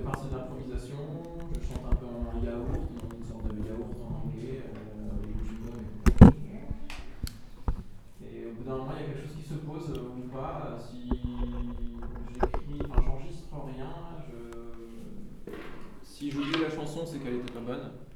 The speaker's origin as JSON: {"language": "French", "country": "France", "said": "Il faudra que je le fasse parce que je suis français et puis."}